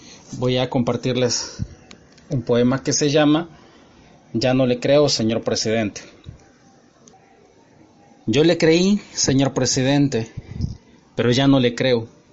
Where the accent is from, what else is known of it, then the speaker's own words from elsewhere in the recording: El Salvador; moved away as an adult; now in Panama; soy salvadoreño residiendo en Panamá desde hace algunos años.